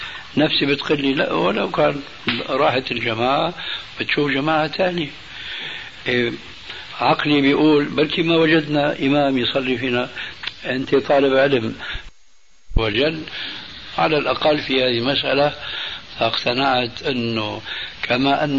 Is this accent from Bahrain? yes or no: no; Damascus, Damascus Governorate, Syria; وأنا ربيت في دمشق